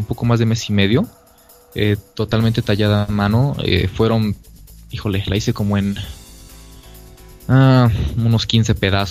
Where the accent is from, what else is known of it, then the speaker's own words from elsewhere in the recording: Guanajuato, Mexico; acá en Guanajuato, cerca aquí también de mi pueblo